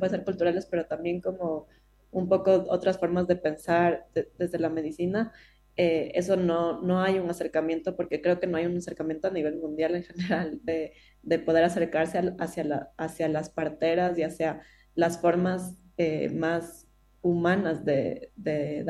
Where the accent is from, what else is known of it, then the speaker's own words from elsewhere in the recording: Ecuador; yo que soy ecuatoriana también, que ya soy partera.